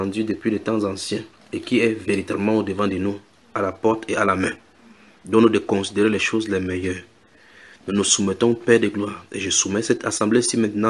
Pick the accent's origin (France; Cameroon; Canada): Cameroon; nous venons du Cameroun.